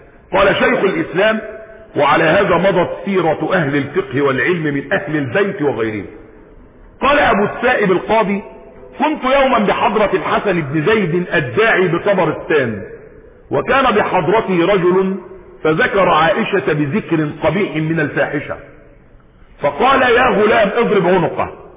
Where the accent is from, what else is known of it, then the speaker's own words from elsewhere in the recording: Egypt; اتعمل عندنا في مصر احنا هنا